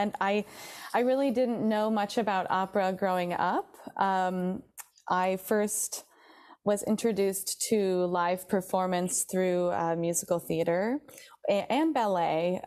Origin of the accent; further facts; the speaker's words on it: Traverse City, Michigan, United States; Oh, I grew up in northern Michigan, mm-hmm. A small town called Traverse City.